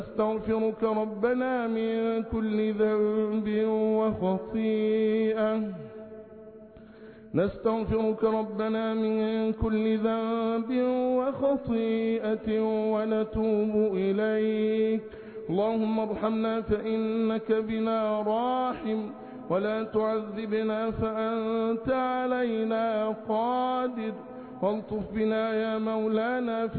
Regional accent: Egypt; اللهم احفظ بلادنا مصر بحفظك وارعها برعايتك وأمنها بأمانك

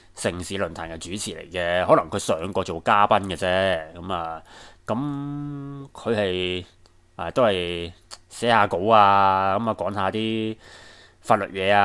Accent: Hong Kong; 我作为一个香港人，

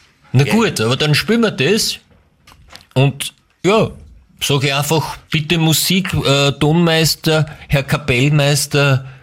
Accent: Styria, Austria; Ich bin ja ursprünglich aus der Steiermark

